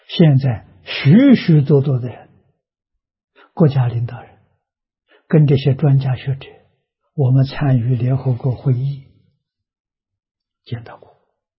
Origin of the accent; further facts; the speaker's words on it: Anhui, China; 我这个年龄，小时候在农村，啊，农村私塾，我们那个乡下了很特殊，是桐城派的根据地。